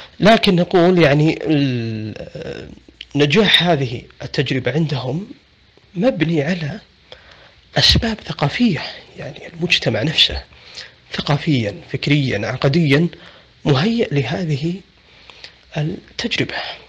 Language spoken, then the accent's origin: Arabic; Saudi Arabia; عندنا في السعودية وسائل التواصل مفتوحة